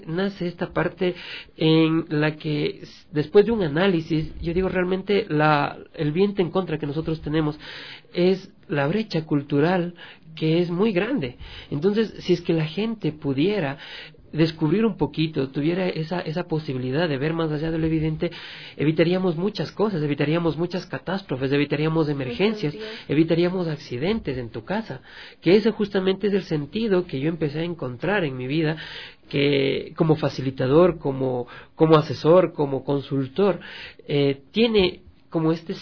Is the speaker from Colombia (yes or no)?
no; Ecuador; nosotros como Latinoamérica y específicamente como ecuatorianos no vemos más allá de lo evidente.